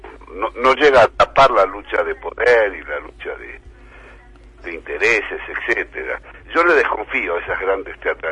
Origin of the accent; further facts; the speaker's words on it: Argentina; buena parte del pueblo argentino, que es mi pueblo